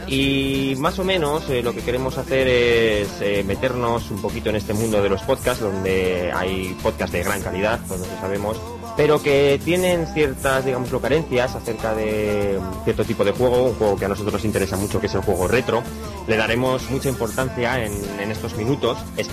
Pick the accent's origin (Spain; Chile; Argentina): Spain; Zaragoza, Aragon; soy de Zaragoza